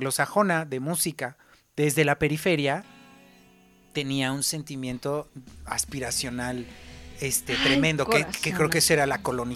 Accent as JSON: {"language": "Spanish", "town": "Miguel Hidalgo", "region": "Mexico City", "country": "Mexico", "said": "por lo menos allá en la Miguel Hidalgo, de donde yo soy, se repetía muchísimo"}